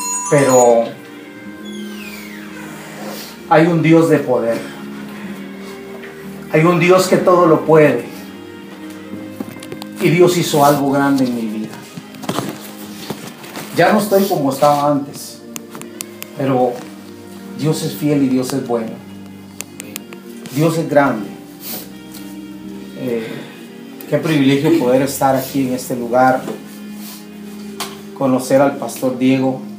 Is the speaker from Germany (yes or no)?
no; Guatemala; Yo vengo de Guatemala.